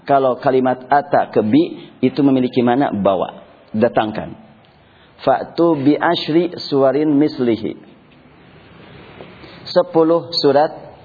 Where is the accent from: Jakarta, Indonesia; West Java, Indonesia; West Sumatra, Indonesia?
West Java, Indonesia; Bandung; Saya kan orang Bandung